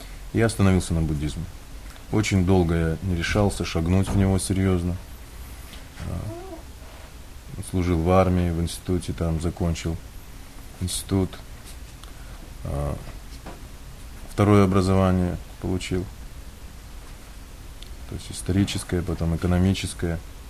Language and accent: Russian; Buryatia, Russia; Я один в семье. Но так или иначе, я вырос в Бурятии, и Бурятия является центром буддизма в России.